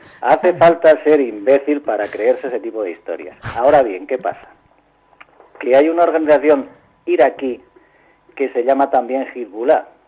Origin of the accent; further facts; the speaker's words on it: Castile, Spain; now in Moscow, Russia; como buen castellano que soy, pese a ser el corresponsal de Lucha Libre en Moscú